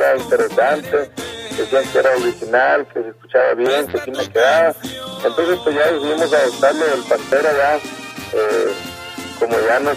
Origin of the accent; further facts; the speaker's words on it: Sonora, Mexico; born there; nace precisamente ahí en el pueblo de Ofreta, Sonora.